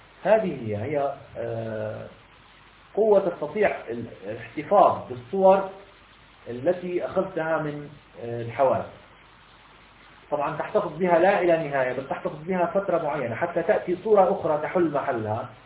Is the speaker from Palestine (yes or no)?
yes; Palestine; أنت أمريكي أنا مثلا فلسطيني